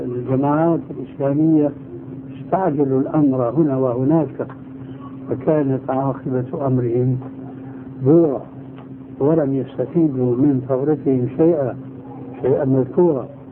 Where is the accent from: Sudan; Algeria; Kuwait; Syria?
Syria; أنا أذكر من تاريخ حياتي هناك في سوريا